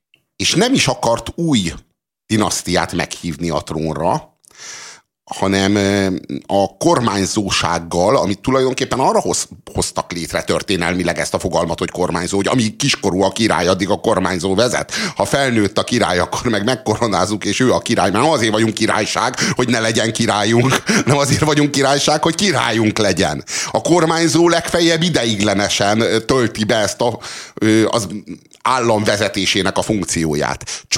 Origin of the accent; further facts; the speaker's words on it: Hungary; De mivel mi magyarok vagyunk, itt a Kossuth címer az, amire nem